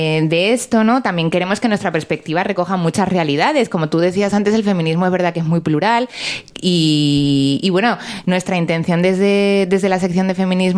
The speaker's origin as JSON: {"language": "Spanish", "town": "Granada", "region": "Andalusia", "country": "Spain", "said": "la gente que no soy de Granada no la vais a conocer"}